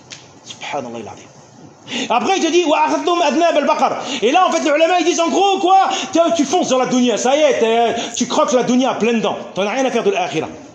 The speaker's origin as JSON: {"language": "French", "country": "Tunisia", "said": "moi je viens de Tunisie"}